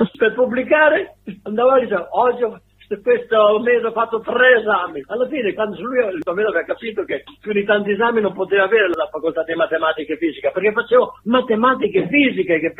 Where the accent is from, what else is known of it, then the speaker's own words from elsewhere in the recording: Mocoglio, Emilia-Romagna, Italy; born there; io, che venivo un pochino dalla montagna, sono nato là a Mocoglio, che è un paesino modenese